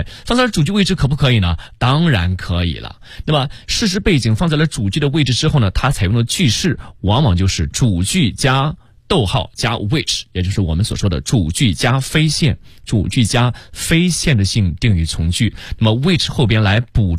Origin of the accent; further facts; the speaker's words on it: China; 咄咄逼人啊，中国人呢表面呢是非常的 humble， 但我们中国人骨子里很硬，是吧？